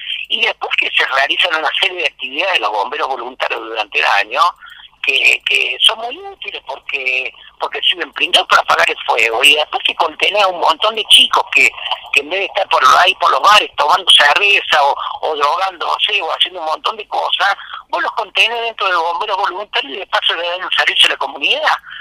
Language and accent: Spanish; Villa Allende, Córdoba, Argentina; Los que somos nacidos en Villa Allende, yo me acuerdo que pescamos mojarrita en el arroyo este